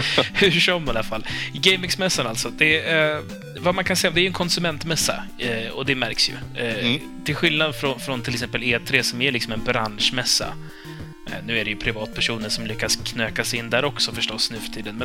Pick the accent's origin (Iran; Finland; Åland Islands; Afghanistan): Iran; now in Sweden; Så, nej, jag är iranier.